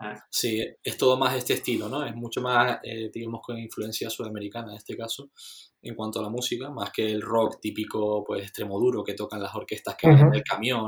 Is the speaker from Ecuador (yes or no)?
no; Granadilla de Abona, Canary Islands, Spain; yo, por ejemplo, en Granadilla no hay ni un sitio donde salir, o sea, te tenías que coger el coche sí o sí para ir de fiesta